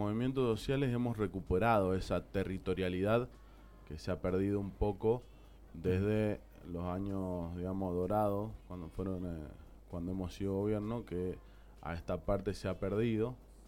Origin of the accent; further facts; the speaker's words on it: Mendoza, Argentina; Nosotros creemos que los mendocinos somos mendocinos y punto.